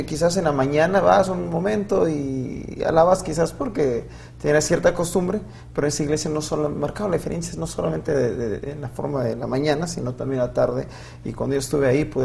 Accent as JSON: {"language": "Spanish", "town": "Tijuana", "region": "Baja California", "country": "Mexico", "said": "Soy de Tijuana, Baja California."}